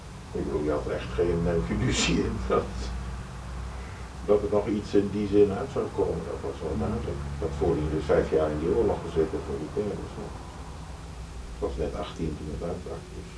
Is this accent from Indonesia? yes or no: yes; Indonesia; Het grootste deel van mijn jeugd ook in Indonesië doorgebracht.